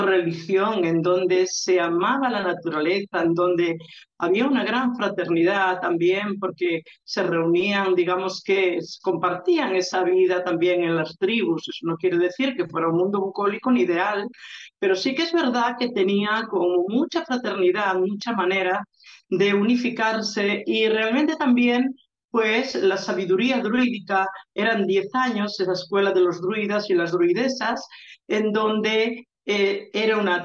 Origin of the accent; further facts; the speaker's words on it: Galicia, Spain; esas enseñanzas que realmente yo las veía en las prácticas habituales que allí se hacían en esa tierra. Nunca se perdió la magia en Galicia